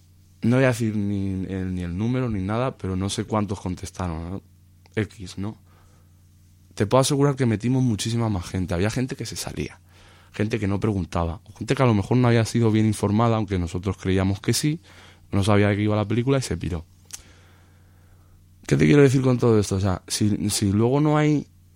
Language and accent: Spanish; Toledo, Castilla-La Mancha, Spain; Y tú como toledano, al igual que yo